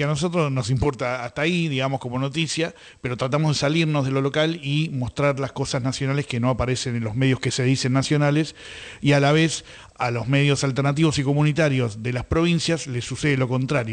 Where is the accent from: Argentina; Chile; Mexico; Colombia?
Argentina; Buenos Aires; Bueno, en fin, somos de Buenos Aires